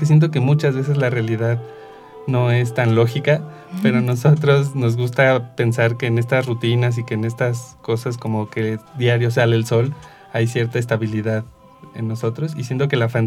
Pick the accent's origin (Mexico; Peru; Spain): Mexico; como mexicano lo primero que uno piensa es esto está inseguro.